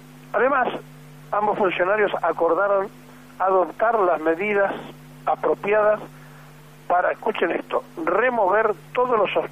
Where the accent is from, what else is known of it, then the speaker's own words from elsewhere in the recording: Argentina; no sabemos quiénes somos los argentinos